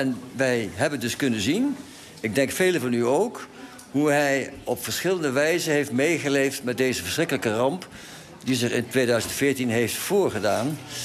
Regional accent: Eindhoven, North Brabant, Netherlands; ik kom uit Eindhoven.

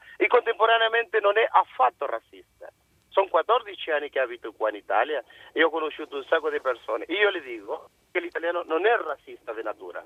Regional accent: Chile; Italian is a second language; Dal Cile.

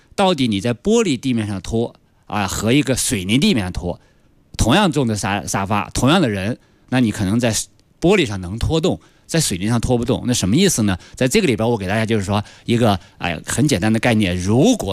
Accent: Inner Mongolia, China; 比方到内蒙我的家乡可能30度

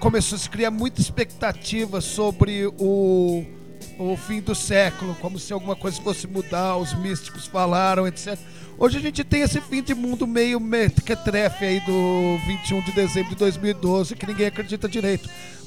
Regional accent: Brazil; entram para nós que somos brasileiros

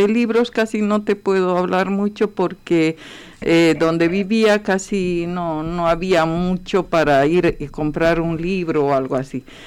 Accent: Bolivia; allá hay obras de Bolivia, que soy de Bolivia

